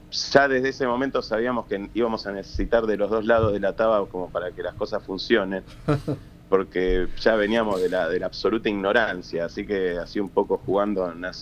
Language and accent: Spanish; Buenos Aires, Argentina; somos, con mi hermano, hijos de tucumanos, acá en el norte, y hablan distinto, mis viejos siempre hablaron distinto que nosotros somos porteños.